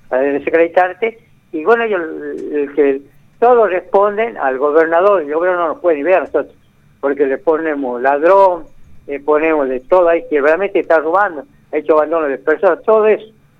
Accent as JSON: {"language": "Spanish", "country": "Argentina", "said": "nosotros somos piqueteros, pero somos argentinos."}